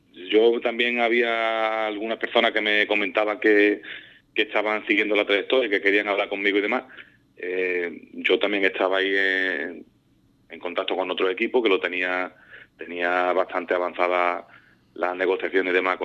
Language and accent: Spanish; Puerto Serrano, Andalusia, Spain; Y estuve ayudando primero aquí en mi pueblo, en Puerto Serrano, con el equipo juvenil.